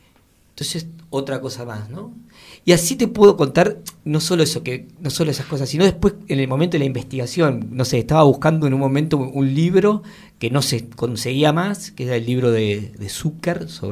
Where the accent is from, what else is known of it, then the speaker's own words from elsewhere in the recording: Mar del Plata, Buenos Aires Province, Argentina; yo soy de Mar del Plata